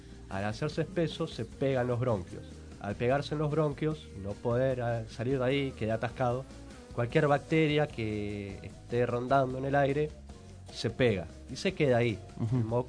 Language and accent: Spanish; Paso del Rey, Buenos Aires Province, Argentina; Recorrer el barrio, otra vez yo soy de Paso del Rey, para quienes no saben.